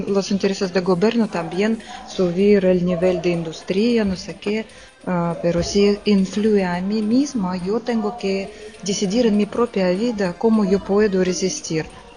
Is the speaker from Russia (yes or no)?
yes; Russia; Spanish is a second language; moved away as an adult; now in Spain; pero yo no soy de aquí, yo soy rusa y aquí estoy casada con un hombre de aquí y vivo ya 3 años.